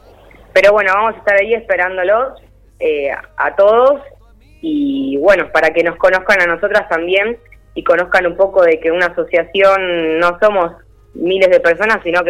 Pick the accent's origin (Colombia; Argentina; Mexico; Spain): Argentina; Quilmes, Buenos Aires Province; Sí, las tres somos de Quilmes.